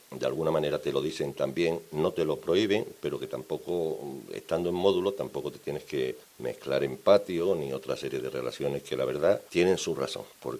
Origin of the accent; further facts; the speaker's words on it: Seville, Andalusia, Spain; now in Zaragoza, Spain; A mí cuando me preguntan por mi tierra nunca digo soy de Sevilla. Siempre digo soy de Andalucía, sevillano, de Triana, del Tardón.